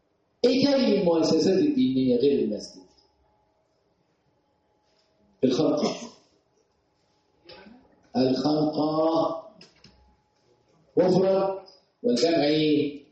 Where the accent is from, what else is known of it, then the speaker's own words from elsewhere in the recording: Egypt; بتهمنا، لأن إحنا مصريين.